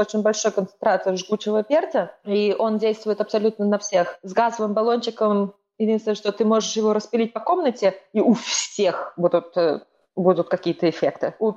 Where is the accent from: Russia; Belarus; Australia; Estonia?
Estonia; Я из Эстонии первоначально